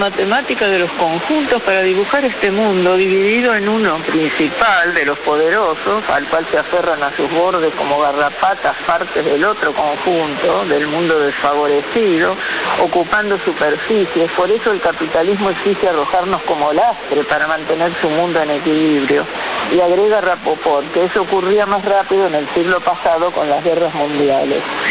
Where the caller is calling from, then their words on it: Buenos Aires, Argentina; de Congreso.